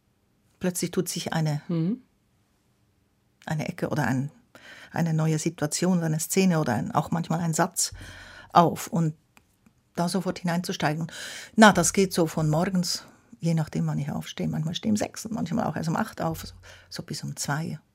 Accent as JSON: {"language": "German", "country": "Switzerland", "tie": "born there", "said": "Ich bin ja in der Schweiz geboren."}